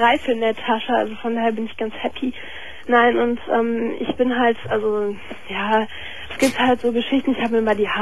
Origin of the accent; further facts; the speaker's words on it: Gummersbach, North Rhine-Westphalia, Germany; Ich bin 16 und komme aus Gummersbach, genau.